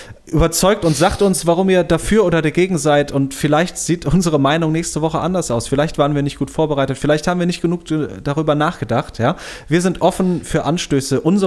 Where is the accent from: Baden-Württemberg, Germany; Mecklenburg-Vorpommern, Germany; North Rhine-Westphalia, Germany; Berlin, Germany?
North Rhine-Westphalia, Germany; Bonn; ich bin vor 3-4 Jahren bin ich nach Bonn-Beuel, wo ich aufgewachsen bin, gefahren